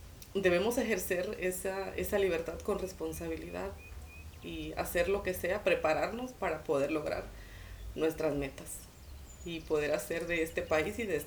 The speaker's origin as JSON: {"language": "Spanish", "town": "Cuajinicuilapa", "region": "Guerrero", "country": "Mexico", "said": "me preguntan de dónde soy, y cuando les contesto que soy de Cuaji, pues se sorprenden porque me dicen que no parezco de Cuaji"}